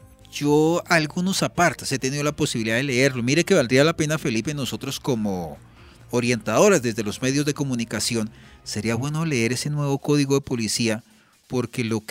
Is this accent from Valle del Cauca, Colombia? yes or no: no; Boyacá, Colombia; Yo no soy paisa, yo soy boyacense